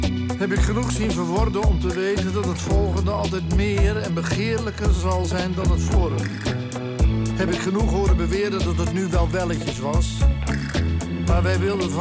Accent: Westernieland, Groningen, Netherlands; born there; En dat ligt op 15 kilometer van Westernieland, waar ik geboren ben.

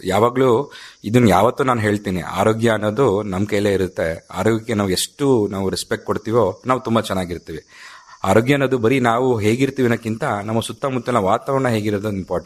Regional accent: Hassan, Karnataka, India; But ನಾನು ಮೂಲತಃ ಹಾಸನದವನು, ಹಾಸನದಲ್ಲೇ ನಾನು ಮಾಡಬೇಕು ಅಂತ ಹೇಳಿ ಹಾಸನಕ್ಕೆ ಬಂದೆ. ಹಾಸನಕ್ಕೆ ಬಂದು ಈ ತರ ಸರ್ಕಾರಿ ನೌಕರರಾಗಿ ಕೆಲಸ ಮಾಡ್ತಾ ಇದ್ದೀನಿ.

